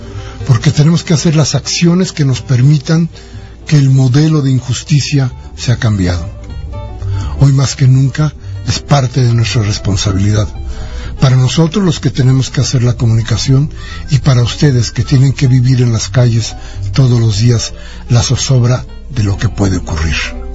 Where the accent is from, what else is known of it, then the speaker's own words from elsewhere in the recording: Mexico; ¿Más de lo que hoy tenemos que pagar como mexicanos?